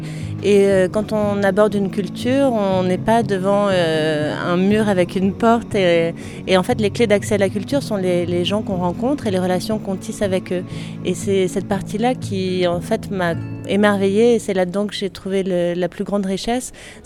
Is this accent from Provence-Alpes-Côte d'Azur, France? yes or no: yes; Puy-Saint-Vincent, Provence-Alpes-Côte d'Azur, France; Je viens moi-même d'un petit village des Hautes-Alpes puisque je suis née et j'ai grandi à Puy-Saint-Vincent. Et mes grands-parents paternels étaient agriculteurs.